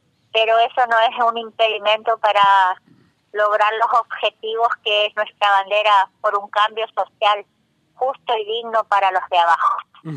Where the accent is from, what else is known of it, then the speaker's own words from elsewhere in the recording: Chaco, Argentina; de Chaco.